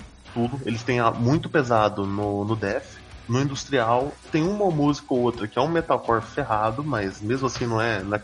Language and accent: Portuguese; Minas Gerais, Brazil; Não, sou de Minas.